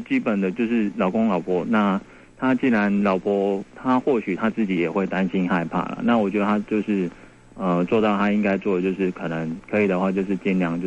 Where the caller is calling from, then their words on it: New Taipei, Taiwan; 我是新北的